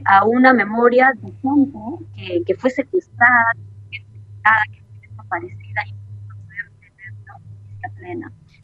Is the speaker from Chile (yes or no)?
no; Peru; nuestro país hoy mantenga todavía políticas totalmente lesivas hacia la propia soberanía nacional como peruanos